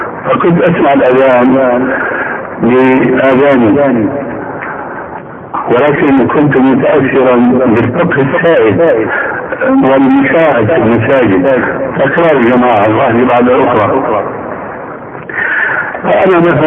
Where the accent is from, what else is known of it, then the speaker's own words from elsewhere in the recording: Damascus, Damascus Governorate, Syria; وانا ربيت في دمشق وكنت ادخل